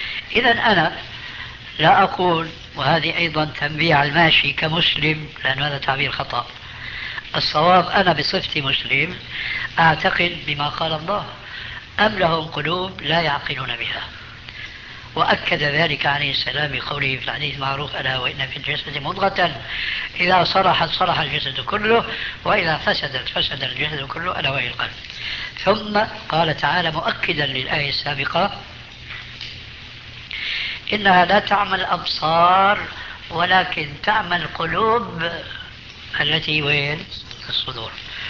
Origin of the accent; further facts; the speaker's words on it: Damascus, Damascus Governorate, Syria; عندنا في دمشق ماء اسمه ماء الفيجة،